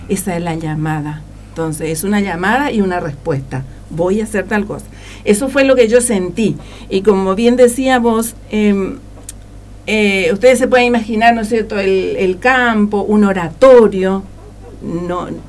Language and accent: Spanish; Coronel Oviedo, Caaguazú, Paraguay; born there; Yo nací en Coronel Oviedo, que es una bien sería en la región oriental, no sé, bien, bien estratégico, bien en el centro está. Es una ciudad que une todas las otras ciudades, por eso dice que está bien en el centro.